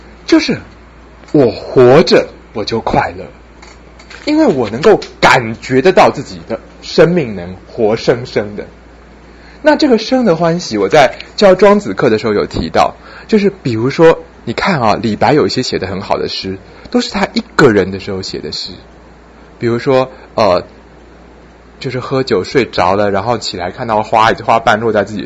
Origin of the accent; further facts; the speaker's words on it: China; 像我们中国人要恢复赤子之心